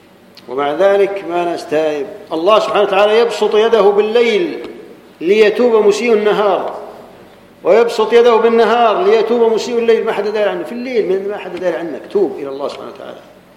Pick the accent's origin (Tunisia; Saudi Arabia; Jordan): Jordan; احنا عندنا في الاردن